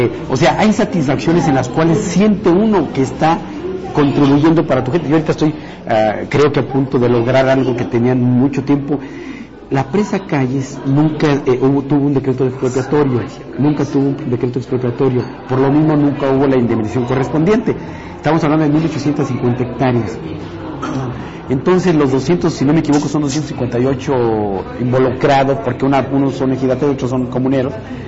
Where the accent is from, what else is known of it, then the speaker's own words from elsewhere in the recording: Mexico; también como mexicano te sientes mal si el presidente sale y habla